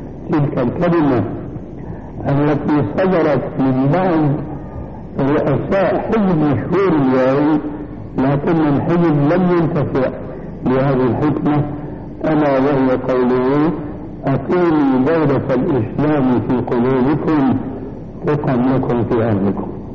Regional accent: Syria; كما يقولون عندنا في الشام

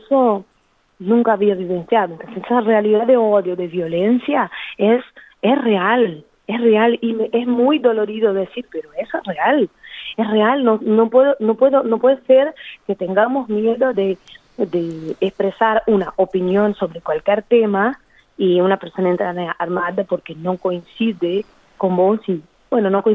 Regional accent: Brazil; Spanish is a second language; Yo nunca había escuchado eso en 34 años de vida sentada en un bar en mi país.

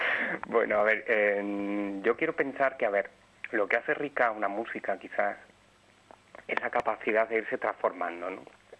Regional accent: Badajoz, Extremadura, Spain; a raíz de unas grabaciones que hice en una plaza de Badajoz, ¿no?, que es de donde yo soy.

